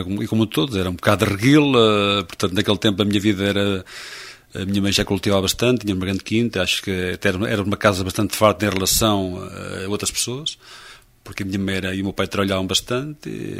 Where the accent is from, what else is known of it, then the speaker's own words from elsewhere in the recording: Nogueira do Cravo, Portugal; eu nasci a 11 de novembro de 1948, nasci em Nogueira do Cravo, segundo dizia a minha mãe, claramente, e é verdade. E, portanto, foi essa a minha terra